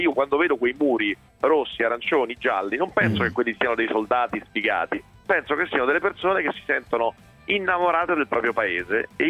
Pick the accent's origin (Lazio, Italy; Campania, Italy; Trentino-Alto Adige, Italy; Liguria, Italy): Lazio, Italy; Rome; io per esempio sono nato a Roma nel quartiere Trieste e quindi sono di Roma Nord